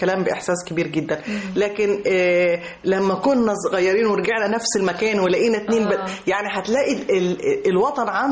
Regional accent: Upper Egypt, Egypt; يعني انا كصعيديه

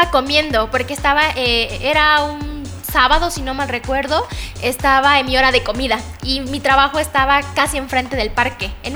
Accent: Tres Valles, Veracruz, Mexico; Soy originaria de Tres Valles, Veracruz

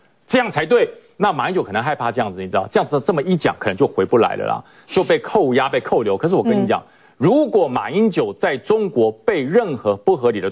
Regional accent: Taiwan; 那对于我们台湾人的自尊就是，我就是中华民国，我就是台湾。

